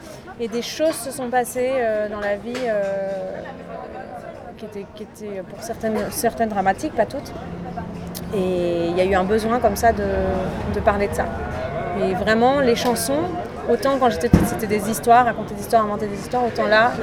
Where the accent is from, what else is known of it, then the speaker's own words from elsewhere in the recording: Paris, Île-de-France, France; Alors, je me permets de corriger, je suis vraiment originaire de Paris.